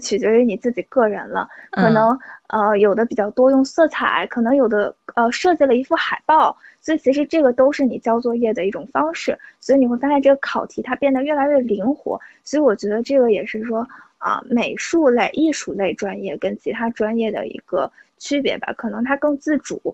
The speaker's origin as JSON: {"language": "Chinese", "region": "Beijing", "country": "China", "tie": "born or raised there", "said": "我自己呢，其实我小时候就是在北京长大的"}